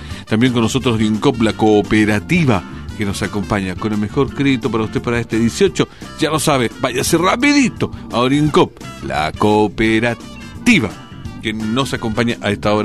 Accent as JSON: {"language": "Spanish", "country": "Chile", "said": "Pero como buenos chilenos, la tocamos cuando podamos."}